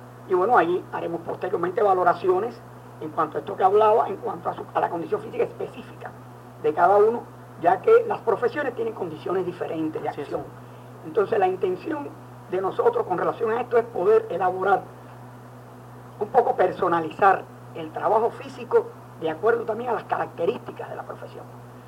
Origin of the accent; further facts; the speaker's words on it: Cuba; Yo soy cubano